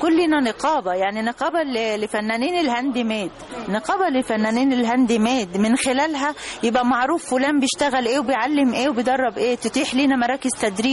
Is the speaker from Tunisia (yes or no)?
no; Arish, North Sinai, Egypt; شمال سينا العريش.